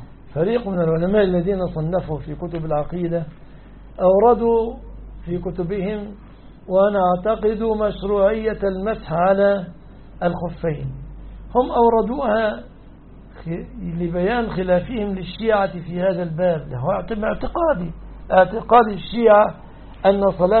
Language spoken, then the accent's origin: Arabic; Egypt; لماذا أنا رجل مصري ما أعرفش إلا ولا الضالين أمين